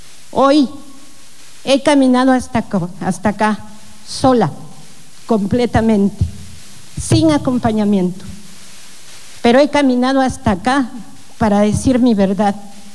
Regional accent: Oaxaca, Mexico; porque soy mujer, porque soy oaxaqueña, porque soy digna

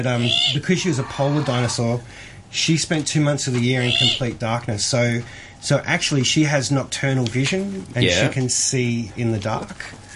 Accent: Australia; being Australian, I guess we're allowed to get a bit reckless.

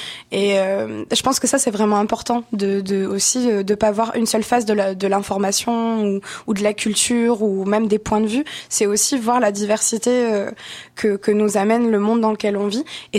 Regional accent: France; now in Canada; parce que moi, je suis française et en France, j'ai l'impression que les médias ne roulent que comme ça.

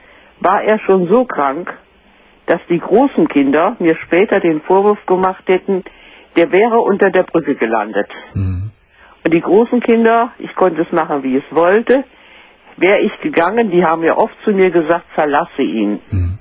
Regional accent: Northern Germany, Germany; Gell, aber ich bin eine Norddeutsche und die Norddeutschen, die sind ja ein bisschen schwer mit dem Du.

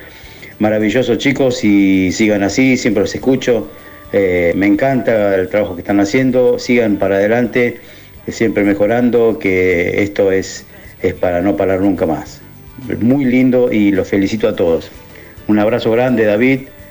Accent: Florencio Varela, Buenos Aires Province, Argentina; Yo soy de Florencio Varela.

